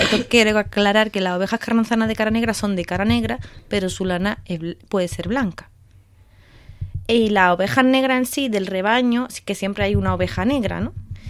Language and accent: Spanish; Marbella, Andalusia, Spain; yo soy de ciudad, o sea, yo soy de Marbella, entonces yo de ovejas no tenía ni idea.